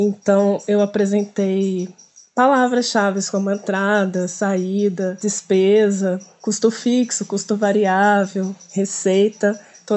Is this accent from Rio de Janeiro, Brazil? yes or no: yes; Resende, Rio de Janeiro, Brazil; born there; now in Penedo, Brazil; que o pessoal me chama aí na …. Eu sou nascida em Resende e atualmente estou morando em Penedo, que é pertinho aqui da Serrinha.